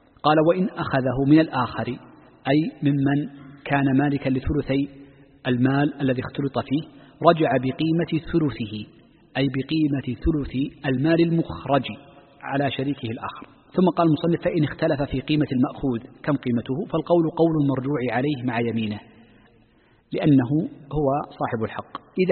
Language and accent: Arabic; Saudi Arabia; نحن عندنا في المملكة